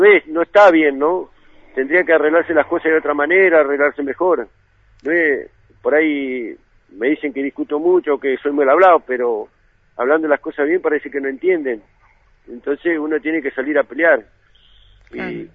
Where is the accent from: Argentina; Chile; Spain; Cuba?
Argentina; Viedma, Río Negro; viví toda la vida en Viedma, soy nacido y criado acá en Viedma